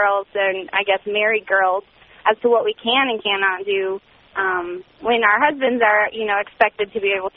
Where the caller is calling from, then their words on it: Phoenix, Arizona, United States; I'm calling from Phoenix, and I'm 23, and I'm married